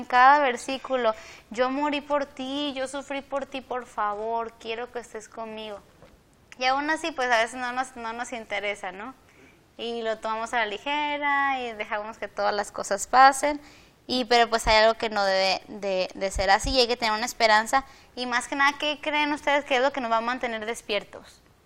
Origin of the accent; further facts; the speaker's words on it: Mexico; Sí, nosotros como mexicanos se nos dice mucho eso, ¿no?